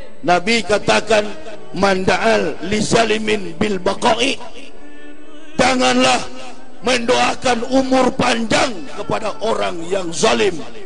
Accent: Manado, North Sulawesi, Indonesia; Kampung saya di Manado

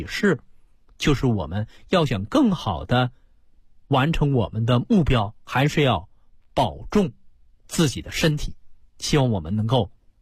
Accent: China; 这个是我们中国人自古道义上我们所推崇的。

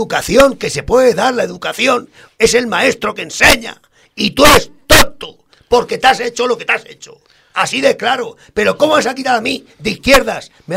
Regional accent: Spain; que somos españoles, que pues sí señor, con honor

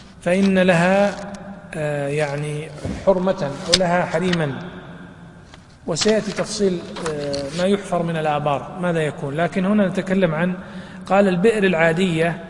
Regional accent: Najd, Saudi Arabia; بعض الشجر يعيش بدون ماء أو بماء قليل كالأثل عندنا في نجد

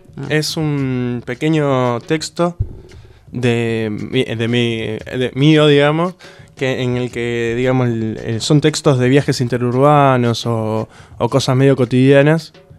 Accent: San Justo, Buenos Aires Province, Argentina; Son viajes, yo soy de San Justo, ¿no? Entonces viajo cada tanto a ver a mi familia

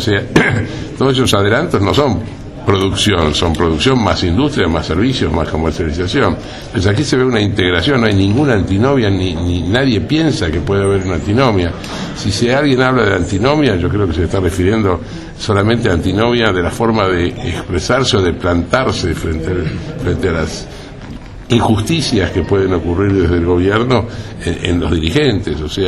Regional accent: Argentina; lo vivimos y lo sentimos como argentinos

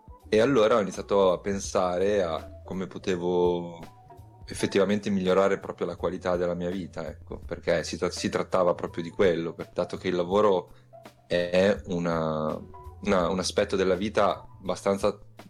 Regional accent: Emilia-Romagna, Italy; vengo dalla provincia di Ravenna.

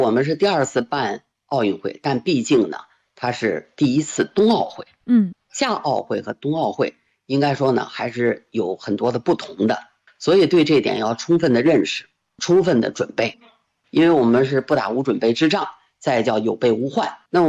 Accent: Beijing, China; 我觉得这一点呢，是让我们北京人能够有获得感、有幸福感非常重要的一条

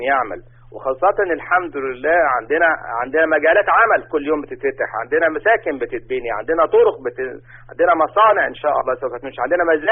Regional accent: Egypt; وانا مواطن مصري قبل ان اكون يعني طبيب دكتور في الجامعة.

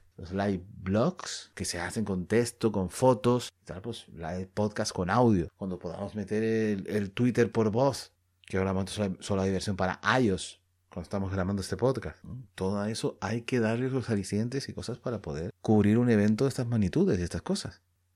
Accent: Canary Islands, Spain; somos canarios, somos españoles, pero somos canarios ante todo.

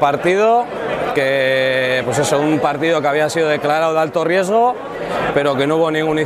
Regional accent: Santander, Cantabria, Spain; la de soy de Santander, que no entiendo lo que pasaba

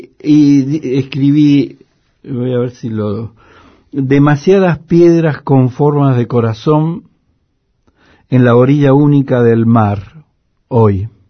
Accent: Mendoza, Argentina; y Mendoza, lo digo como mendocino, como quien conoce bien el paño, es el emporio de las derechas.

